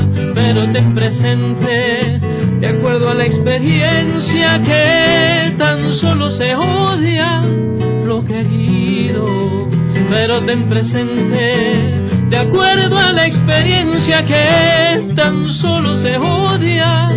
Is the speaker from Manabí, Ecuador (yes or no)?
yes; Manabí, Ecuador; No, yo soy originario de Manabí, entonces la gente allá tiene pues otras actividades.